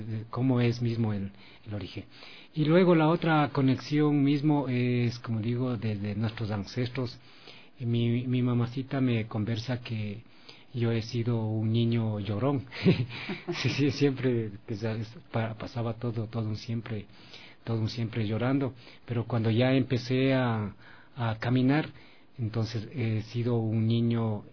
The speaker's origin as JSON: {"language": "Spanish", "town": "Baeza", "region": "Napo", "country": "Ecuador", "tie": "born there", "said": "Y bueno, yo nací en Baeza."}